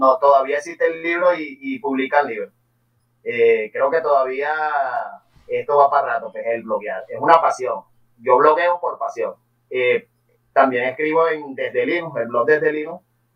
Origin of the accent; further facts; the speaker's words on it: Venezuela; Sobre todo aquí en Venezuela, yo soy de Venezuela.